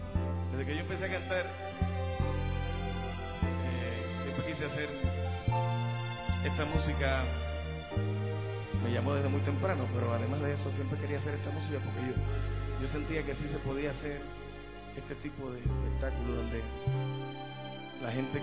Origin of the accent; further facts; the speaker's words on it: Puerto Rico; Y gracias a Dios allá en mi país, Puerto Rico, se nos dio la oportunidad